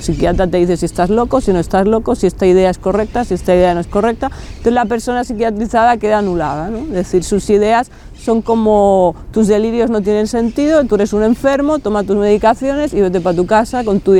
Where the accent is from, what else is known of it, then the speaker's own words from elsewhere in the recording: Barcelona, Catalonia, Spain; Y bueno, soy aquí de Barcelona, nací en el barrio de Gracia hace 43 años, cuando todavía no estaba lleno de pijos hipsters.